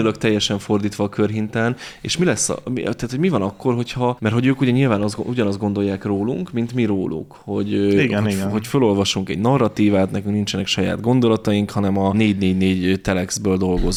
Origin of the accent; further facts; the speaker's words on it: Hungary; Tehát mert hát ez mégiscsak magyarok vagyunk, hát a mi területeinket ne vegyék el.